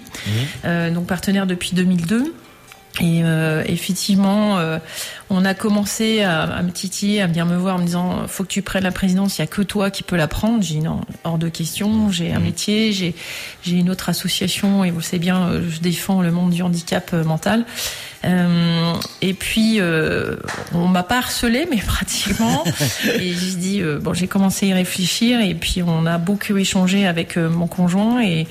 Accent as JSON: {"language": "French", "town": "Sélestat", "region": "Grand Est", "country": "France", "said": "moi je suis alsacienne, je suis de Célestat, qui est un peu le temple."}